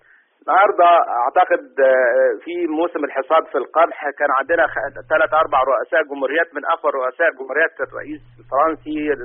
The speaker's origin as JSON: {"language": "Arabic", "country": "Egypt", "said": "وانا مواطن مصري قبل ان اكون يعني طبيب دكتور في الجامعة."}